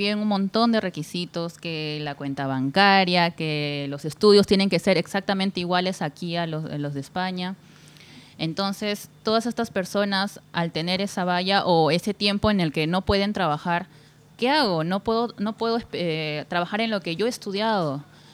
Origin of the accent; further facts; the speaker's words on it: Peru; Sí, ya que yo vengo de Perú, soy peruana.